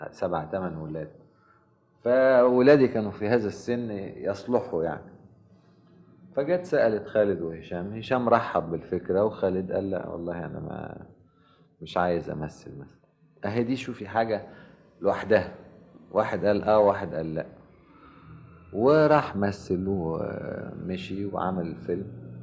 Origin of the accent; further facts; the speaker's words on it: Egypt; والملاحظ عندنا في مصر